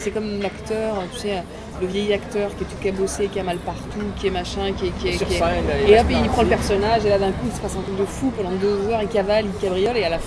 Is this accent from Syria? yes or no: no; Réunion; also born or lived in Lorraine / Paris; moi, je suis née en Lorraine. Après, j'ai grandi à l'île de la Réunion et je suis venue à Paris.